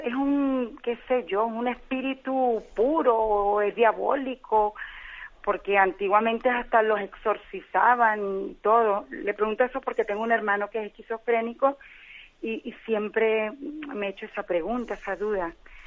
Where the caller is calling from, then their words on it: Canary Islands, Spain; Un placer saludarlo … de Gran Canaria.